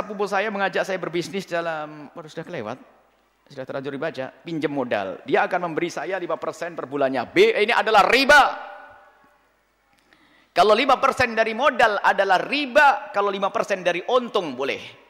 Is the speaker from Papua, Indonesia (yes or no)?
no; Ponorogo, East Java, Indonesia; saya itu juga asli Ponorogo, cuman saya kaya di sini, lupa ini